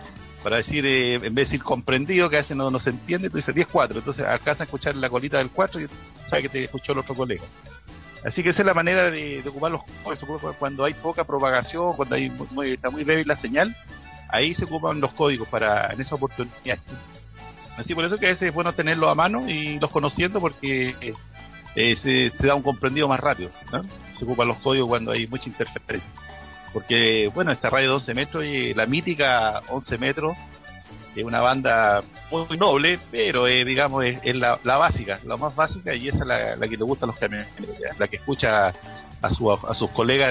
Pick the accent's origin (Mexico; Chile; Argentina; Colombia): Chile; Como somos chilenos, juntamos los dos códigos.